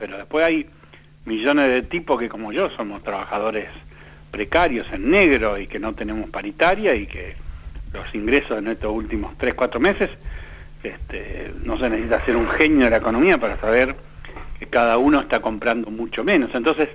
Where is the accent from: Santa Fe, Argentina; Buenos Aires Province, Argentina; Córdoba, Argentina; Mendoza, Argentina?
Santa Fe, Argentina; Yo soy santafesino